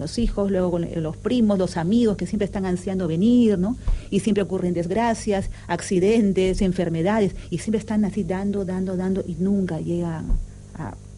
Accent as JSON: {"language": "Spanish", "country": "Peru", "lives_now": "Spain", "said": "yo soy peruana"}